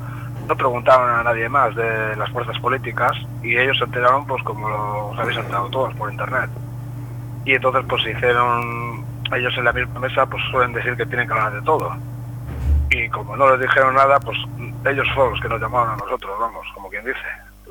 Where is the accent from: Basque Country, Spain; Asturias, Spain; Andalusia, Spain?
Basque Country, Spain; Santurce; No, somos de Santurce.